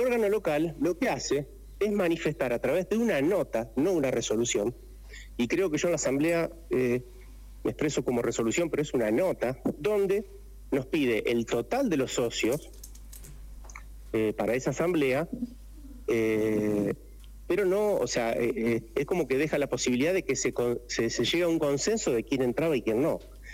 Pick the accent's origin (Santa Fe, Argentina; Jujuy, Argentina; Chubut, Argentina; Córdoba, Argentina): Santa Fe, Argentina; now in Merlo, Argentina; Yo vengo desde Santa Fe, hace 13 años estoy en Merlo. En Santa Fe fue la cuna del cooperativismo. Me crié y me eduqué dentro de lo que es la acción cooperativa.